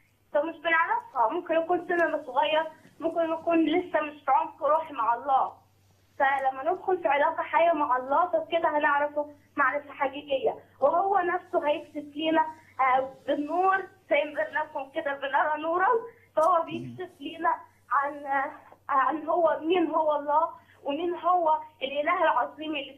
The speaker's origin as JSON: {"language": "Arabic", "town": "Asyut", "region": "Asyut Governorate", "country": "Egypt", "said": "أصلا من أسيوط كبلد بعيد عن التجربة"}